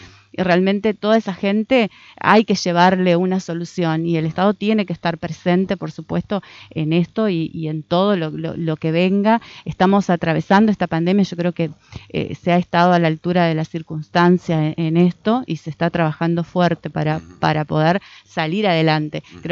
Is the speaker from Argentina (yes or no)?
yes; Argentina; uno es argentino, estamos en Argentina